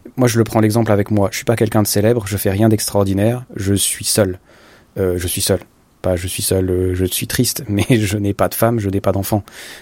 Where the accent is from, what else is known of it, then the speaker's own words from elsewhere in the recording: Switzerland; moi, je me rappelle toujours quand j'étais petit, en Suisse, je viens d'une ville, mais qui serait appelée un village, peut-être, hein, de 14 000 habitants